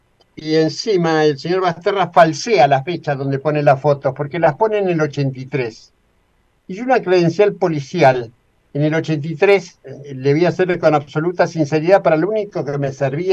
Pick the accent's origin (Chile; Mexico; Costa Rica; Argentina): Argentina; donde yo no podía figurar como argentino por las cosas que iba a hacer.